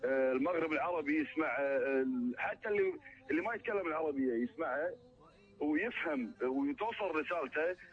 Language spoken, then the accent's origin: Arabic; Kuwait; نعتز فيها إحنا قبل كبراشد ككويتيين